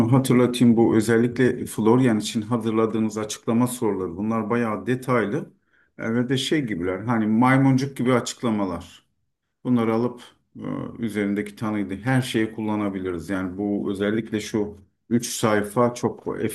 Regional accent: Turkey; German is a second language; moved away as an adult; now in Germany; ich komme aus der Türkei.

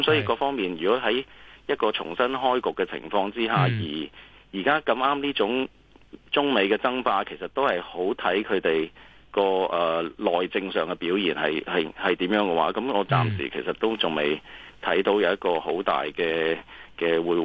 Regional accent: Hong Kong; 佢唔係出好多啲招數去喺香港度去影響到我哋香港人或者香港

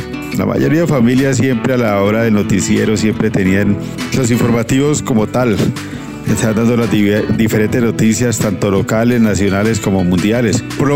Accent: Popayán, Cauca, Colombia; Pues soy payanés y crecí en Popayán y tengo grabado eso en mi mente.

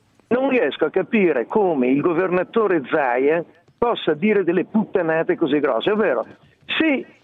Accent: Veneto, Italy; io sono un veneto

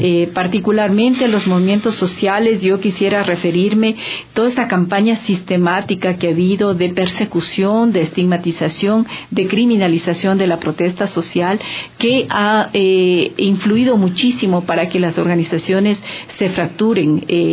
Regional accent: Quito, Pichincha, Ecuador; para mí realmente ha sido un privilegio como quiteña, como activista social

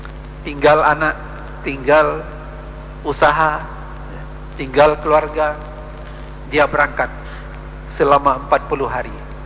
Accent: Aceh, Indonesia; Karena kita Aceh ke lebih dekat, murah sedikit dari orang di Sulawesi sana, ya.

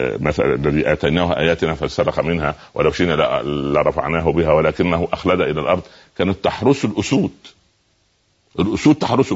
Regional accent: Egypt; احنا اصلا ما حدش هيطلعنا من مصر احنا قاعدين في البلد ان هنا قاعدون نحن اصحابها وهي امنا فاحنا مش هنهاجر منها

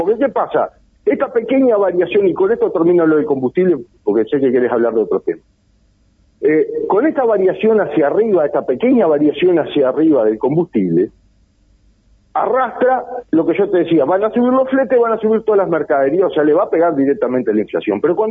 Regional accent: Uruguay; no tenemos que darnos la discusión como uruguayo

